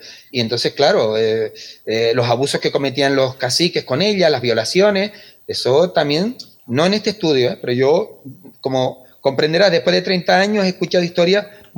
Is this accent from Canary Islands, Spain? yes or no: yes; Valle Guerra, Canary Islands, Spain; mi familia, yo nací, mi infancia es en Valle Guerra, pero yo vengo aquí al sur y soy hijo adoptado de Igara. A partir de los 15, de los 12, 13 años ya me vine para acá, ¿no? Y bueno, soy un sureño, un mago